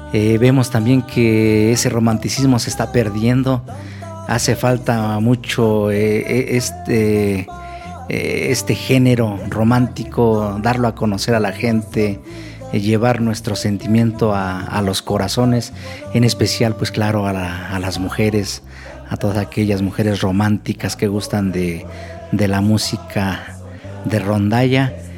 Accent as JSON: {"language": "Spanish", "town": "San José Mesapa", "region": "State of Mexico", "country": "Mexico", "said": "nosotros somos originarios de San José Mesapa, segunda sección, municipio de Santiago Tianguistenco, Estado de México."}